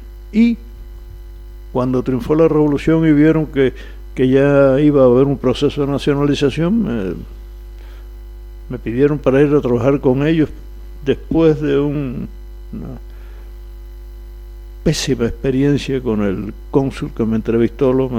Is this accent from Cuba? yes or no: yes; Cuba; Bueno, yo soy cubano. Nací hace casi 88 años, en este año cumplo esa edad.